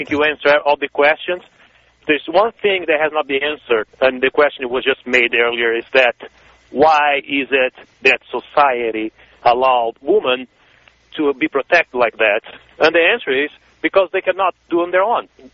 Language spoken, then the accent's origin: English; Brazil; You know, and you got to see, I'm from Brazil.